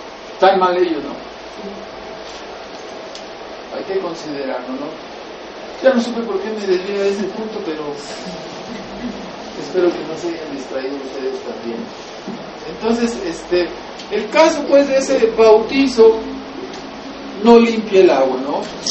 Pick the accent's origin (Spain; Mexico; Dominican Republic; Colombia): Mexico; Y eso lo estoy diciendo, yo soy mexicano.